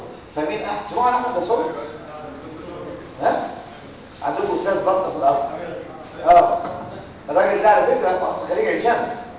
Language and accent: Arabic; Egypt; الشقه اللي انا ساكن فيها في مدينه نصر بتاعتي